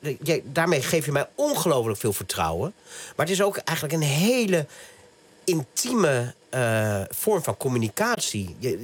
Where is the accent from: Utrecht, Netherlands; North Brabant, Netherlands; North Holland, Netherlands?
North Holland, Netherlands; Naarden; also born or lived in Bussum / Amsterdam; Ik ben geboren hier niet zo ver vandaan, in Bussum en opgegroeid in Naarden.